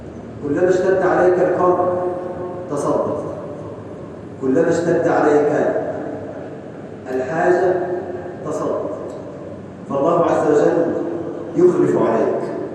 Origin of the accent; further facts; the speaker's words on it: Egypt; اللهم اجعل بلدنا مصر أمن أمان، سلما سلاما، سخاء رخاء